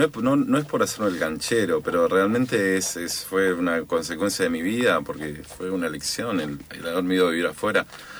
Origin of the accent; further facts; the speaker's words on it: Buenos Aires, Argentina; yo en realidad soy de Devoto, que es como del oeste, de la de Capital